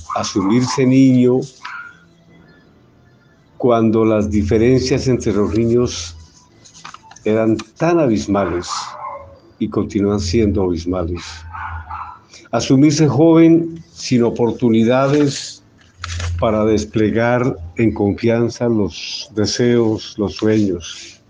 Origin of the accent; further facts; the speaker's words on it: Colombia; Hablar de mi país, Colombia, como ciudadano, es hablar recordando mi infancia, mi pueblo